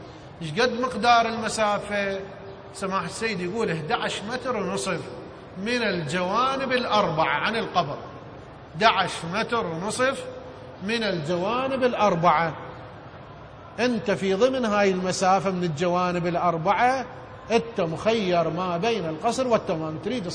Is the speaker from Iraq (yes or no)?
yes; Iraq; يعني مثلا احنا عندنا بالعراق شخص إذا يسعى ببناء بيت بشكل تدريجي